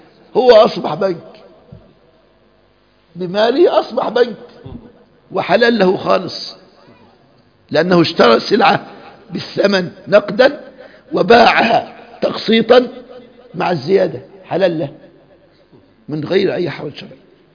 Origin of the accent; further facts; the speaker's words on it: Egypt; وحصل الكلام ده اذكر في الاربعينات عندنا في مصر